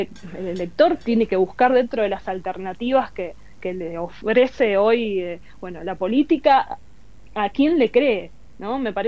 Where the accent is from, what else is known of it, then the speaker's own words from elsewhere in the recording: Lanús, Buenos Aires Province, Argentina; born there; nací en Lanús, vivo en Lanús, toda mi familia está en Lanús